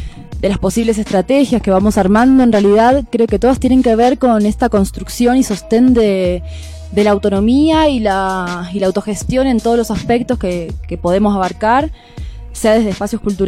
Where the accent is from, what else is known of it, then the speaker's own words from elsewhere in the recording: Córdoba, Argentina; Yo vengo desde la provincia de Córdoba, desde el Valle de Tras la Sierra